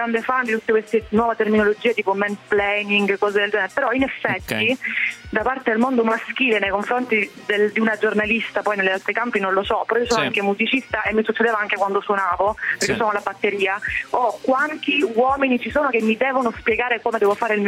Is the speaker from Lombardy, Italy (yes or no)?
no; Catania, Sicily, Italy; tutte perché sono di Catania